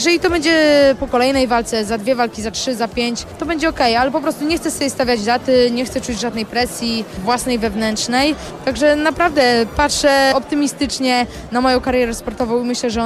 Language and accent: Polish; Olsztyn, Warmian-Masurian Voivodeship, Poland; Ja zawsze byłam związana z Warmią, z Olsztynem. I ja zawsze mówię, że jestem olsztynianką.